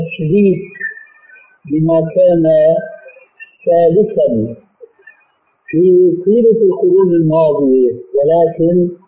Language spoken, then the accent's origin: Arabic; Syria; أول ما شاهدناه عندنا في سوريا